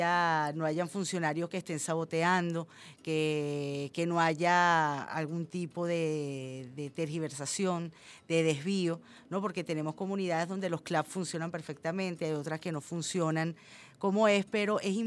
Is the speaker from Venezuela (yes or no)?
yes; Venezuela; todos somos venezolanos y venezolanas, clase media